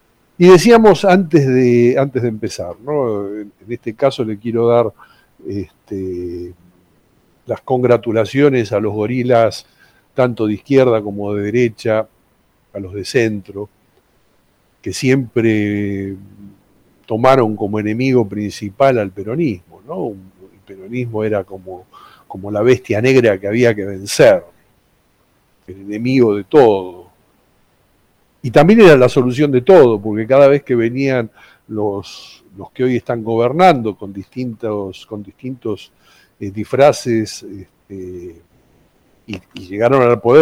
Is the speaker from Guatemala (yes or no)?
no; Argentina; estamos tratándonos entre nosotros como argentinos de una manera realmente deplorable